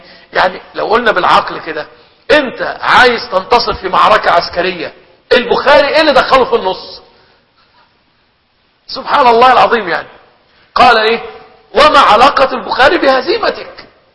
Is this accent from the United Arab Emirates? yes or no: no; Egypt; عندنا في مصر لما يقول كلمة كده يقول لك إيه لمؤاخذة